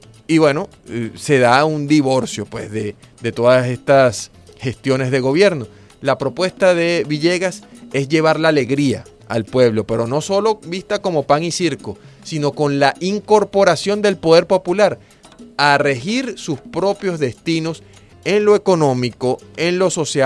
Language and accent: Spanish; Caracas, Capital District, Venezuela; sí, soy caraqueño, vivo aquí, ¿qué pasa?